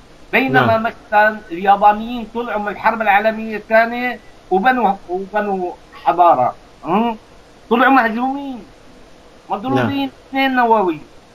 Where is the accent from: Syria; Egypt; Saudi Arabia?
Syria; Aleppo, Aleppo Governorate; نحن اولاد حلب يعني انت بتعرف انا كمان حلبي